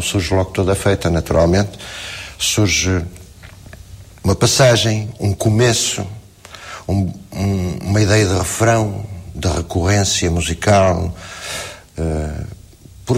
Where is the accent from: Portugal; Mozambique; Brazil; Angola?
Portugal; Mas, digamos, não por facto de ser português.